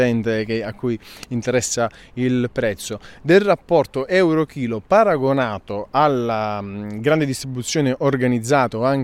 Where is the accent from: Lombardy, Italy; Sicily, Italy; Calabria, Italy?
Calabria, Italy; io sono calabrese, nasco in un territorio di agrumi e quindi mi viene molto più semplice